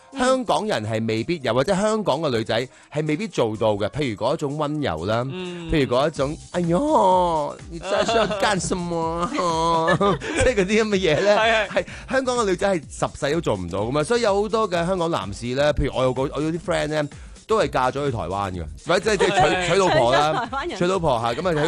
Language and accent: Cantonese; Guangdong, China; 我哋广东人咧